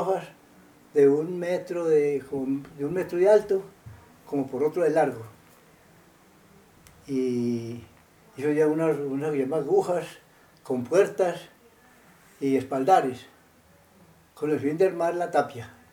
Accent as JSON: {"language": "Spanish", "town": "Rionegro", "region": "Antioquia", "country": "Colombia", "tie": "born there", "said": "Yo nací en Llano Grande, Río Negro."}